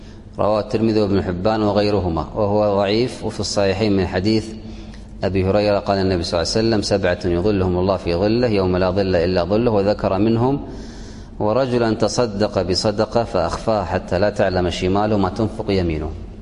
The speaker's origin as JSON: {"language": "Arabic", "country": "Kuwait", "said": "عندنا في الكويت أهل الكويت أهل خير"}